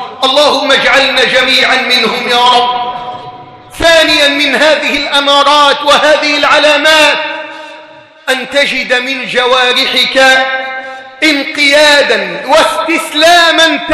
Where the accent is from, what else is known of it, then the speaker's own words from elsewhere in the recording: Egypt; أن تجعل بلدنا مصر واحدا للأمن والأمان